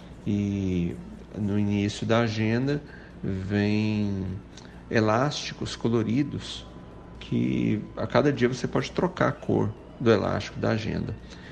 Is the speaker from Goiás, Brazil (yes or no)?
yes; Goiânia, Goiás, Brazil; Eu sou goiano, de Goiânia.